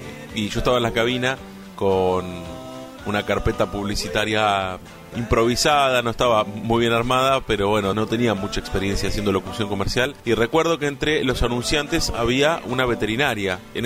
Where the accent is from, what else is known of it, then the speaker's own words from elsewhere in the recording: Lincoln, Buenos Aires Province, Argentina; born there; now in La Plata, Argentina; nací en Lincoln, pero vivo en La Plata desde hace 20 años.